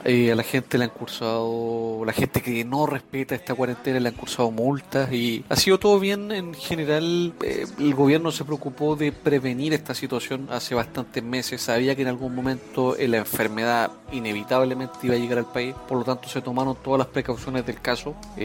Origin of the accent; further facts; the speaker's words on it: Chile; soy de Chile